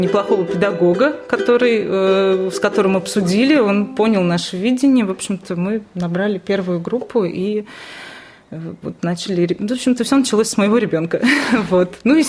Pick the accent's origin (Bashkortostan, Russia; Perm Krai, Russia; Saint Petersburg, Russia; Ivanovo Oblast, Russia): Ivanovo Oblast, Russia; Privolzhsk; born there; я родилась в Приволжске, и других как бы особых форм развития, так скажем, не было